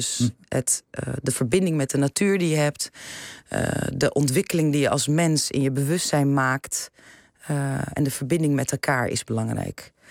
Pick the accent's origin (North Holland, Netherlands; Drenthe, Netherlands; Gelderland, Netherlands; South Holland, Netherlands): North Holland, Netherlands; Amsterdam; born there; Nee, ik ben in Amsterdam geboren.